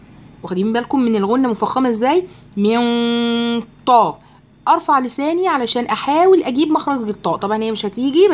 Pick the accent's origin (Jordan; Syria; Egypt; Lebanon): Egypt; يغلب بقى أنا مصرية بقى